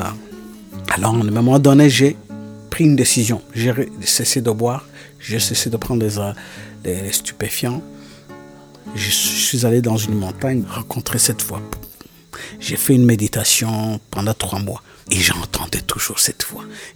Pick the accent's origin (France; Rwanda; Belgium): Rwanda; born there